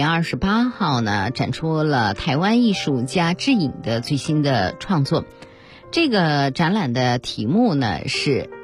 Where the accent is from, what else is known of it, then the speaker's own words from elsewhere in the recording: China; 那么陶瓷艺术呢，我们中国人是很熟悉的啊